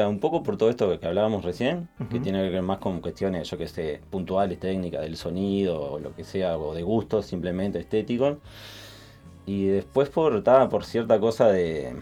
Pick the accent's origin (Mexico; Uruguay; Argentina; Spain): Uruguay; tenemos nuestro contenido como uruguayo que somos